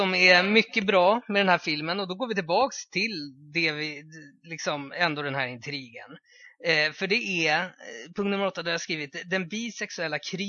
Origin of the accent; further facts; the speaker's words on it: Botkyrka, Stockholm County, Sweden; För jag var från Botkyrka också.